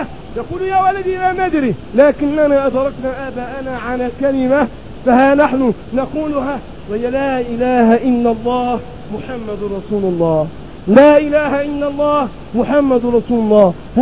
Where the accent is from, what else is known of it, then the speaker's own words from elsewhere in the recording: Egypt; الرجل الذي يأتي في سفرات إلى بلدنا مصر ليقضي بعض المصالح